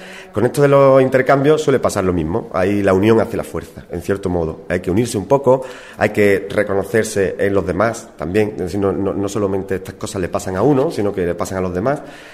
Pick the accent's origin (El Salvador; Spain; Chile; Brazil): Spain; Andalusia; para que fuéramos 2 andaluces, y me ha permitido invitar a uno. Yo lo he hecho con un artista de mi pueblo y un gran amigo.